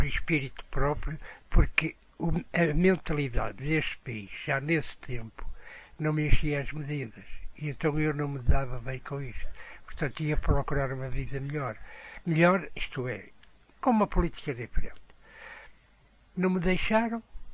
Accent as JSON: {"language": "Portuguese", "region": "Porto", "country": "Portugal", "moved": "as an adult", "lives_now": "Lisbon, Portugal", "said": "Eu era do Porto e aos 20 anos emigrei para Lisboa."}